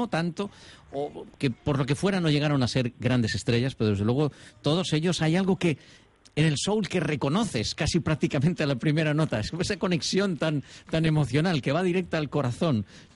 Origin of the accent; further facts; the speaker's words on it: Gandia, Valencian Community, Spain; en una radio local en mi pueblo, en Gandía